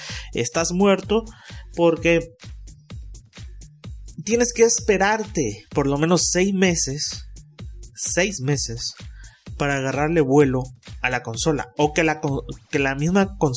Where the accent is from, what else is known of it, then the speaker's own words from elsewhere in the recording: Mexico; Como buen mexicano, al último todo, y no alcancé